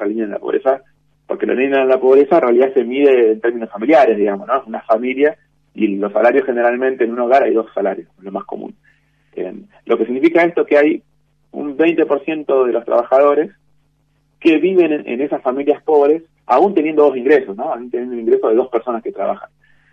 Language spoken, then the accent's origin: Spanish; Argentina; el Estado somos, nosotros somos la sociedad argentina